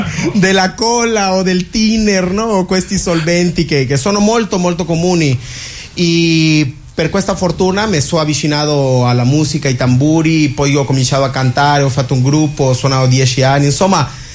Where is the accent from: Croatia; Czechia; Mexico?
Mexico; Chetumal, Quintana Roo; Italian is a second language; Pues io sono nato in Chetumal, che è la capitale di Quintana Roo